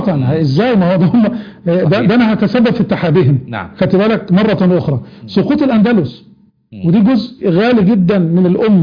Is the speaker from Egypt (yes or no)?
yes; Egypt; كان عندنا في مصر في التوقيت اللي انت بتحكي عنه ده كانت الناس ما تعرفش يعني ايه شيعه اصلا.